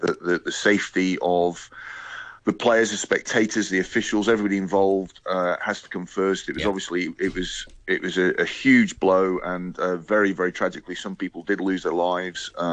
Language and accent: English; Scotland, United Kingdom; now in Hong Kong; It's obviously, as a Scot, yesterday's result from the Rugby World Cup in Japan was disappointing.